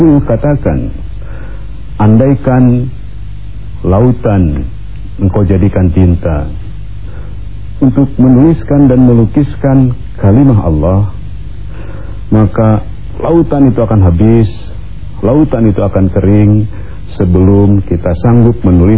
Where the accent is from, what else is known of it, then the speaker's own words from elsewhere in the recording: Pangandaran, West Java, Indonesia; Kampung saya Pangandaran.